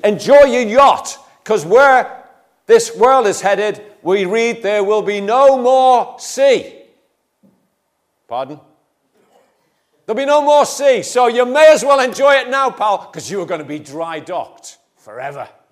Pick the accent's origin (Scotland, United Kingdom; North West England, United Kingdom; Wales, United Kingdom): North West England, United Kingdom; Liverpool; I come from a family from Liverpool, you know, where the sea was almost second nature.